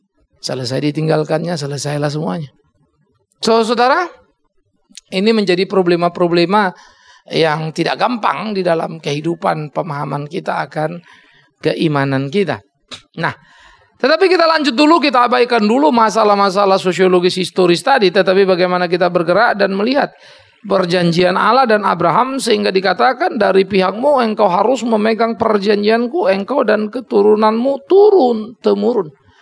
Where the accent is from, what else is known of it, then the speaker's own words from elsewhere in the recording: Pematangsiantar, North Sumatra, Indonesia; Kampung saya di center sana. Tempat lahir saya gak punya tanah di sana. Tapi bukan berarti saya tidak menjadi orang Siantar, saya bukan menjadi orang Batak lagi.